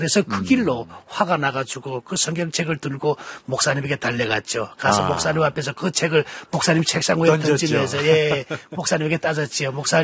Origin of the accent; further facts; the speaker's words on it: North Korea; now in South Korea; 북한에서 나올 때는 그냥 탈북자의 한 사람으로 탈북자의 신분으로 중국에 나왔지 않습니까?